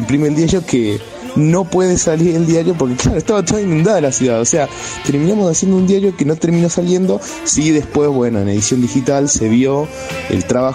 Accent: La Plata, Buenos Aires Province, Argentina; born there; nací en La Plata, más precisamente en el Instituto Médico Platense

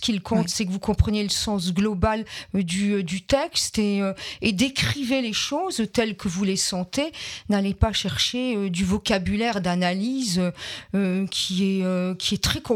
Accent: Grand Est, France; je viens de Moselle, mon papa était ouvrier oui. à Florange

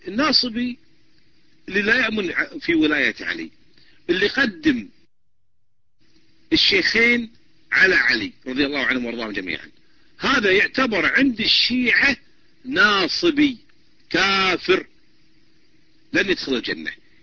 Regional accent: Kuwait; من الكويت

